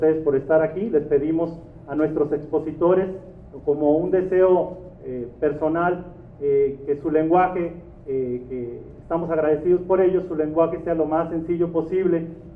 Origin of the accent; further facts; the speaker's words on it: Mexico; Yo como mexicano estoy muy agradecido de todos ustedes por apoyar esta labor aquí en México